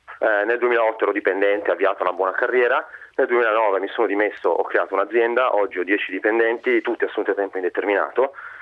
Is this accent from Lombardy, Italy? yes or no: yes; Milan, Lombardy, Italy; Io ho 34 anni, sono di Milano